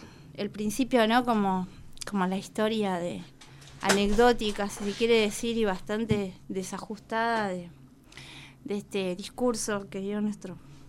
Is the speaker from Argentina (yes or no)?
yes; Jujuy, Argentina; now in La Plata, Argentina; Yo soy jujeña.